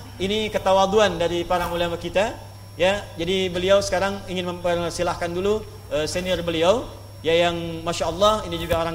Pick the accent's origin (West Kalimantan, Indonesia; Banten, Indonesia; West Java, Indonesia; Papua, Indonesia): Banten, Indonesia; Pandeglang; born there; di Pandeglang di Menes ya di tempat kelahiran kami di Pandeglang di Matla Al Anwar ya di MA Matlaul Anwar